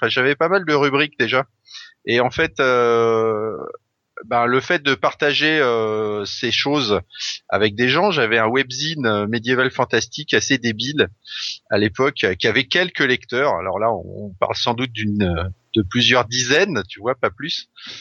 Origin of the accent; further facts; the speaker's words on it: Brittany, France; d'autant plus que j'ai grandi en Bretagne une partie de ma jeunesse.